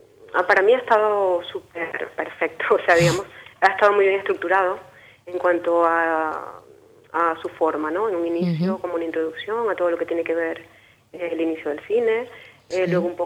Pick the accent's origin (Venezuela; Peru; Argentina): Venezuela; De Venezuela.